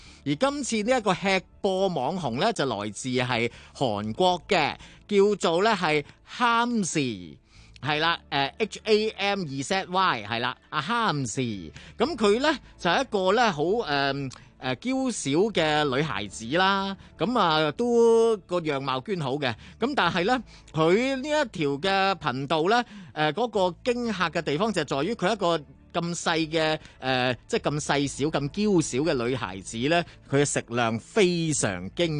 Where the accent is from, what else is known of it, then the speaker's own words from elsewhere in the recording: Hong Kong; 我系香港人。